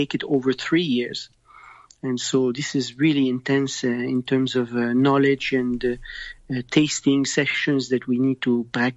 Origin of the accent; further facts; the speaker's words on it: Montreal, Quebec, Canada; accent: French; No, you know, I'm from Canada and I have the French accent, but I'm from Montreal and Canada.